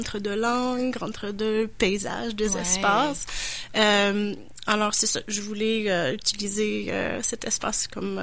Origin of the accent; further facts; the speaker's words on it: Toronto, Ontario, Canada; je viens pas de Québec, je viens de Toronto.